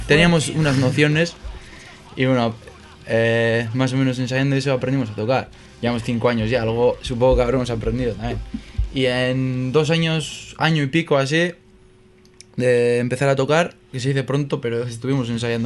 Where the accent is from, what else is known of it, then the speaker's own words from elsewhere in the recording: Zalla, Basque Country, Spain; Venimos desde Zalla, en Carterri, una comarca un poco olvidada, ¿no? Pero cada vez menos, de Vizcaya.